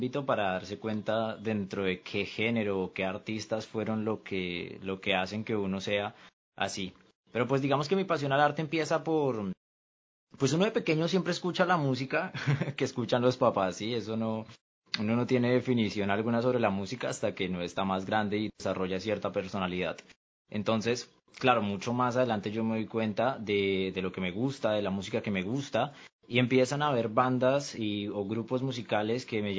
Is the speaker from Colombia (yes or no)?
yes; Colombia; tengo 18 años y así como dice Milton, mucho gusto, soy de Colombia.